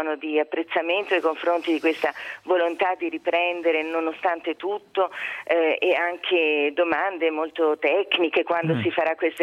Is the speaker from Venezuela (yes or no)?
yes; Venezuela; now in Italy; essendo venezuelana avevo già vissuto un terremoto terribile a Caracas